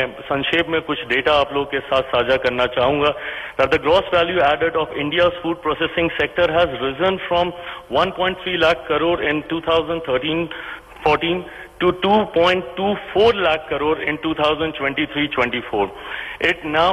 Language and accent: Hindi; Bihar, India; और मैं बिहारी हूं, इसलिए मुझे ज्यादा गर्व होता है जब मखाना, जिसका सबसे ज्यादा उत्पादन मेरे राज्य से होता है